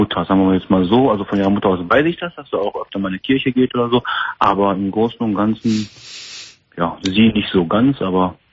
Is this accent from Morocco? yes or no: yes; Morocco; ich bin Marokkaner